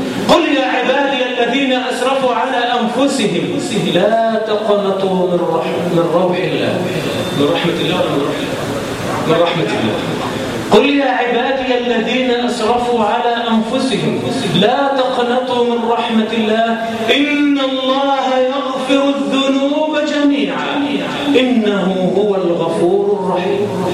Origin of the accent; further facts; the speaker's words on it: Egypt; اللهم اجعل بلدنا مصر آمنة مطمئنة